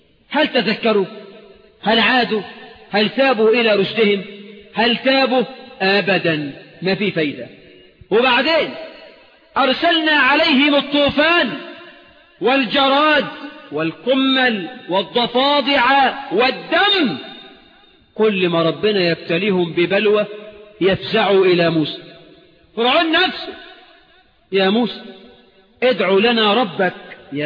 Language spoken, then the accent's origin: Arabic; Egypt; اجعل بلدنا مصر آمنة مطمئنة يا رب.